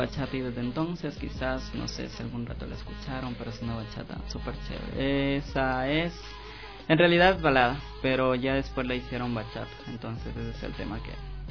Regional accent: Ecuador; de hecho somos gente ecuatoriana

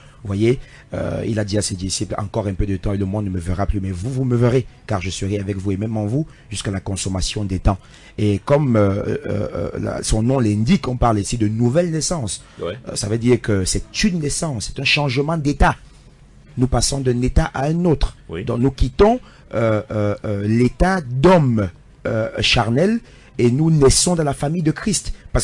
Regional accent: Cameroon; je suis Camerounais, je respecte les communautés locales, mais aussi j'ai une autre identité qui est céleste.

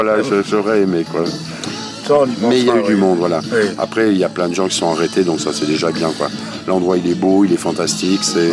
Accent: South-West France, France; quand on vient du Sud-Ouest, c'est une région très demandée.

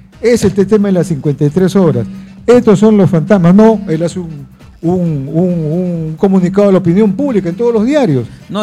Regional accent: Callao, Peru; yo soy chalaco, me paseo por todo el Callao, porque yo paro en el Callao, vivo en Bellavista

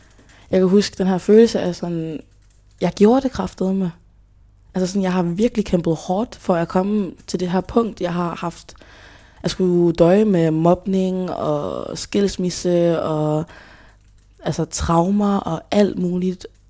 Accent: Hjørring, North Denmark Region, Denmark; also born or lived in Democratic Republic of the Congo; så kom jeg hertil som 3-årig fra Congo, DR, som flygtning. Og vi landede så i Hjørring, som er, hvor jeg er fra.

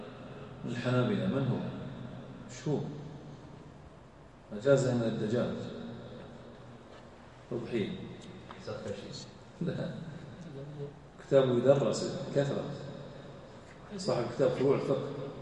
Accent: Al-Ahsa, Eastern Province, Saudi Arabia; وللأسف علم الصرف عندنا في الأحساء ضعيف، لا أحد يهتم به.

